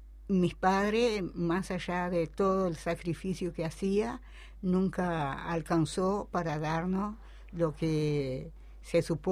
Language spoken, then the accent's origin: Spanish; Salto, Uruguay; also born or lived in Tranqueras / Bella Unión; Nací en Tranqueras Rivera. Nos vinimos para Departamento Salto, donde mi padre fue cañero en el Espinillar, perteneciente al Estado. Más tarde yo me voy para Bella Unión, siendo muy jovencita, y a partir de ahí mi vida se desarrolla en Bella Unión, Departamento Artigas.